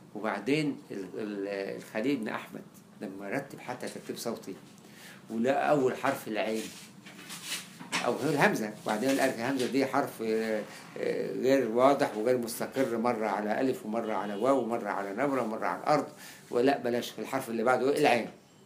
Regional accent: Egypt; طب ما احنا كلنا مصريين بنتكلم عربي احنا بنعرف لغه عربيه

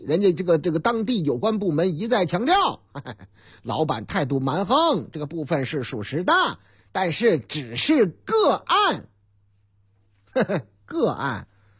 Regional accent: Northeast China, China; 关于东北我老家，特别是黑龙江的新闻还真不老少。

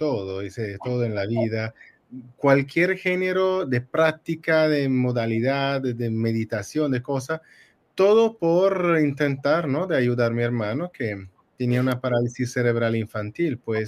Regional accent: Italy; Spanish is a second language; Bueno, yo soy italiano, soy perdonado.

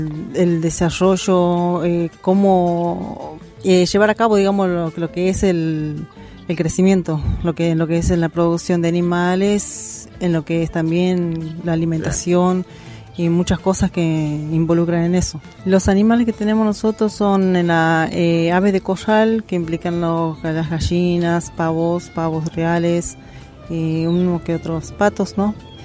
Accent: Pozo del Medio, Santiago del Estero, Argentina; soy de Paraje Pozo del Medio, cerca de aquí de Añatuya, como te decía, a 8 kilómetros.

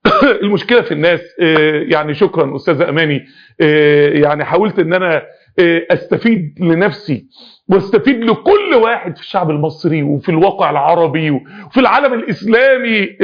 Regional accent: Egypt; يعني انا راجل مصري

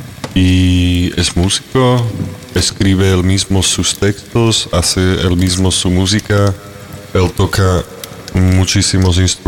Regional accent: Nova Baña, Banská Bystrica Region, Slovakia; Spanish is a second language; cuando él cambió de casa para Nova Baña, que es mi ciudad natal

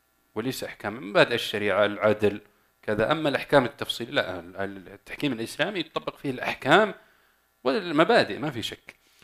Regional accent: Saudi Arabia; طب عندنا في السعودية الآن عقود تتم

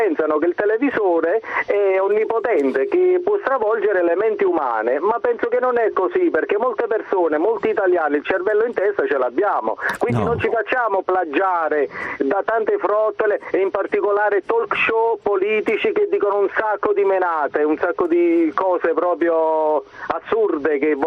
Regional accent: Naples, Campania, Italy; now in Caserta, Italy; Sì, buongiorno a lei, sono napoletano, chiamo da Caserta.

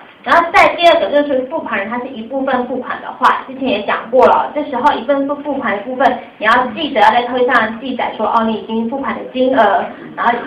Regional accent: Taichung, Taiwan; accent: Taichung; 因为我台中人啊，当然会有台中腔啊

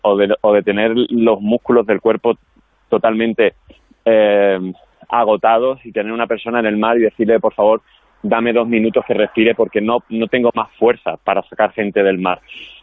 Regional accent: Andalusia, Spain; porque como sea andaluz

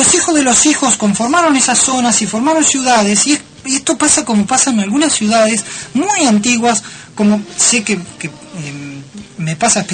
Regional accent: Argentina; me miraban y decían, vos sos argentino.

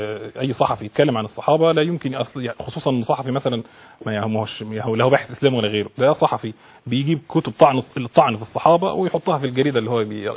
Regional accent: Egypt; عايز اعرف انا كمواطن مصري

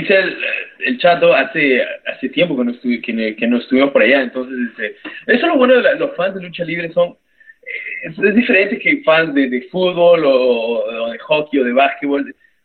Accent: Peru; now in Canada; Somos los únicos peruanos que luchamos aquí

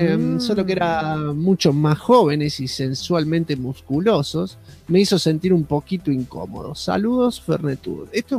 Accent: Quilmes, Buenos Aires Province, Argentina; en Quilmes, de donde soy, abrieron un centro de ufología que funcionó casi 15 años.

